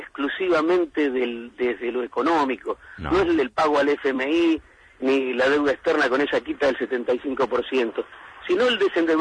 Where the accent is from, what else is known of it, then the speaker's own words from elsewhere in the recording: Río Gallegos, Santa Cruz, Argentina; yo soy de Río Gallegos, nos conocemos casi todos. Ahora no tanto porque la ciudad está creciendo